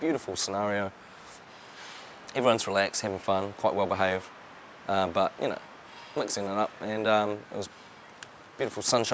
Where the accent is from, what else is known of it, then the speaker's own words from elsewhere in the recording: New Zealand; we're from New Zealand, so I sound like this, and we don't try to be something that we're not. We're not Jamaican. We're Kiwis, and we're proud of it